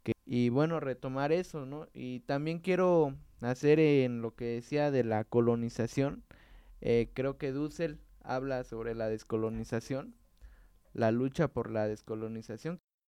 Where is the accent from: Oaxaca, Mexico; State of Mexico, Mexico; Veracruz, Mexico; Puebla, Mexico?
Oaxaca, Mexico; nosotros como oaxaqueños y como parte de México dimos un gran paso